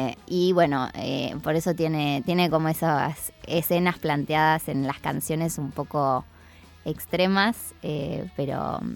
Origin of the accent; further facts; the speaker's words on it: City Bell, Buenos Aires Province, Argentina; Yo en realidad me crié en Citibel, Villaliza. Me gusta decir el campo porque vivo en la parte de calles de tierra y caballos, ovejas. Pero siempre fui al colegio en La Plata porque en realidad soy de familia platense.